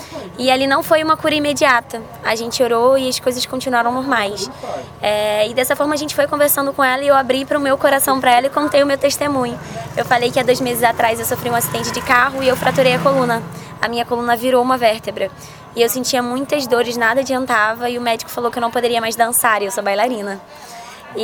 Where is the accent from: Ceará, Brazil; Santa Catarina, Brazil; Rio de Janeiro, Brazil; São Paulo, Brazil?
Rio de Janeiro, Brazil; Cabo Frio; Eu sou do Rio de Janeiro, de Cabo Frio, interiorzinho.